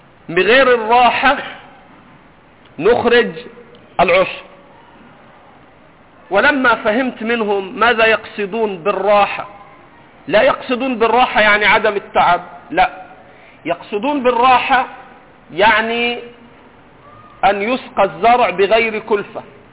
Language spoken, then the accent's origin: Arabic; Egypt; عندنا في مصر ما بيشتروش مية في الغالب، بيجيبوش تريلات.